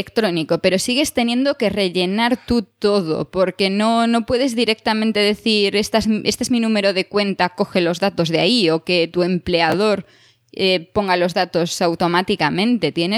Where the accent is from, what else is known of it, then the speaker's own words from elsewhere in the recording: Spain; now in Switzerland; siendo española no tendría ningún problema para tener la doble nacionalidad, porque España lo permite y Suiza también